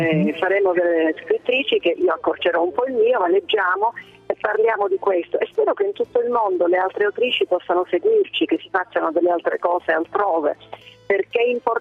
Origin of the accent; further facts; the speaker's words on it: Sicily, Italy; io sono siciliana, la Sicilia è una terra di frontiera.